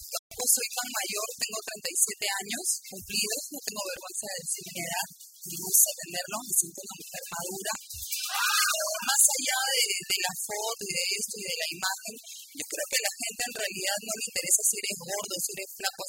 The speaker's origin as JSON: {"language": "Spanish", "town": "La Perla", "region": "Callao", "country": "Peru", "tie": "born or raised there", "said": "Yo soy de La Perla desde los 6 años. Yo he nacido en el Callao. Yo nací en la clínica Santa Cecilia."}